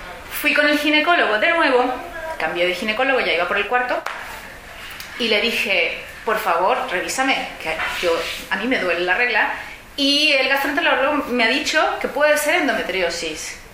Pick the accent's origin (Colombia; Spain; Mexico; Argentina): Mexico; yo soy mexicana y ahí existen las pastillas sin cólico